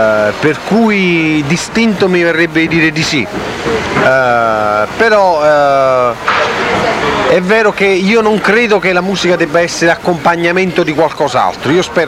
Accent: Naples, Campania, Italy; Siamo napoletani. Campani.

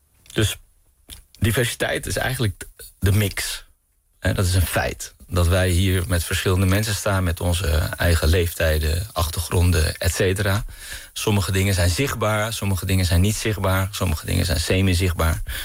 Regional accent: Amsterdam, North Holland, Netherlands; born there; Mijn moeder is Surinaams Hindoestaans, mijn vader is Pakistaans. Ze hebben elkaar ontmoet in Amsterdam. En ik ben geboren in Amsterdam.

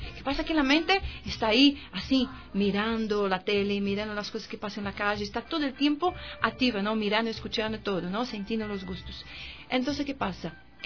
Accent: Brazil; Spanish is a second language; mi acento, dicen que es de un país muy alegre. Ni siempre somos tan alegres, pero la verdad es que la mayoría somos. ¡De Brasil!

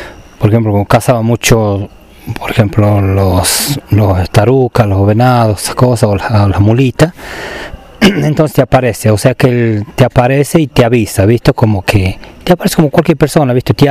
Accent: Londres, Catamarca, Argentina; born there; tengo 49 años y soy nacido acá en Londres, Shinkan.

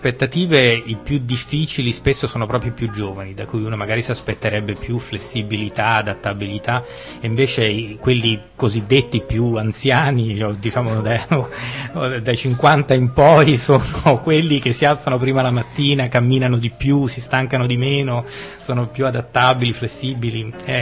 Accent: Rome, Lazio, Italy; essendo romano ed avendo vissuto molti anni all'estero

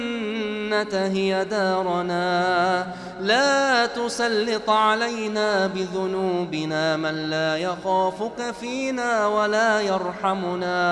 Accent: Egypt; عن بلدنا مصر خاصة

